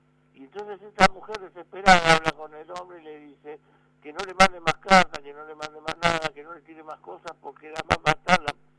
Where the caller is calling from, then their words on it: San Fernando, Buenos Aires Province, Argentina; de San Fernando.